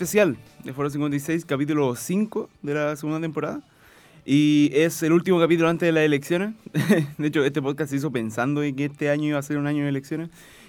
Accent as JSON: {"language": "Spanish", "town": "Iquique", "region": "Tarapacá", "country": "Chile", "tie": "born or raised there", "said": "con mi experiencia como nacido y criado en Iquique"}